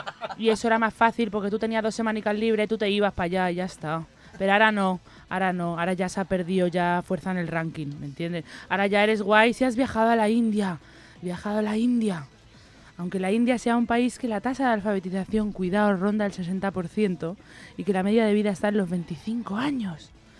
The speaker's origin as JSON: {"language": "Spanish", "region": "Catalonia", "country": "Spain", "said": "Y todo esto lo digo yo, que soy catalana"}